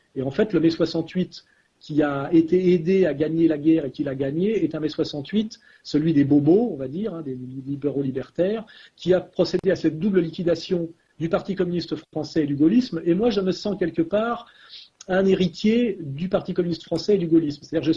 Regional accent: France; je suis quand même un Français qui tend la main, mais en tant que Français

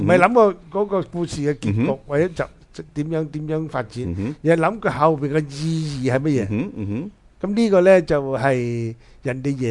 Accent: China; 我哋中国人咧就讲豺狼

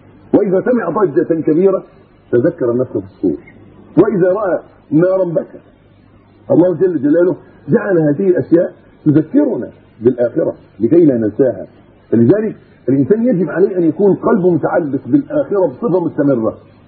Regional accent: Egypt; حتى عندنا في مصر وفي غيره في كل مكان

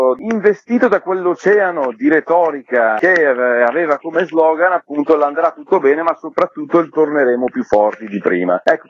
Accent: Lombardy, Italy; accent: Brescian; un uomo del nord con una forte cadenza bresciana, ma in realtà io sono marocchino di origini, i miei genitori emigrarono qui in Italia, primi pionieri, quindi 40 anni fa, arrivarono in questa pianura padana

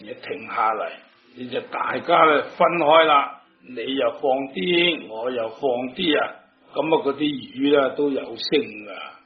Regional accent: China; 今日五戒对于我哋中国人呢种礼教嚟讲咧

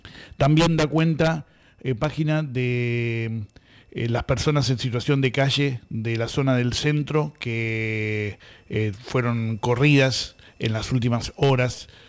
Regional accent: Buenos Aires, Argentina; para los que somos de Buenos Aires y le contamos a los que no son, los que nos están escuchando en otras provincias, es un poco otro país

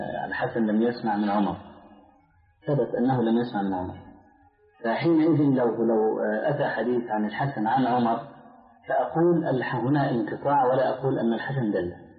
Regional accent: Egypt; فيه بعض الناس عندنا في مصر اعترض على هذا

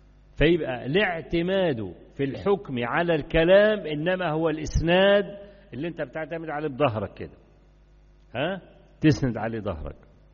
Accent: Egypt; كان عندنا في مصر زمان في مرحلة 60s and 70s

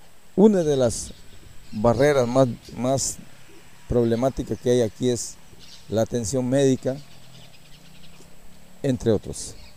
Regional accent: Costa Rica; nosotros somos costarricenses y tenemos que tener el mismo trato de cualquier otro costarricense. Aquí vivimos adentro, en el territorio

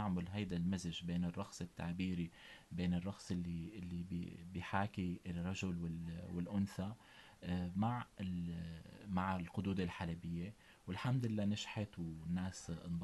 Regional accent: Syria; يعني كونه كنت في دمشق درست بالشام بالمعهد العالي كونه أنا ابن سوريا

